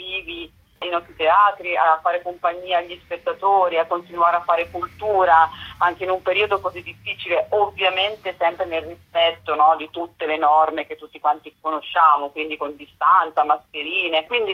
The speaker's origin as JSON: {"language": "Italian", "region": "Emilia-Romagna", "country": "Italy", "said": "io sono emiliana"}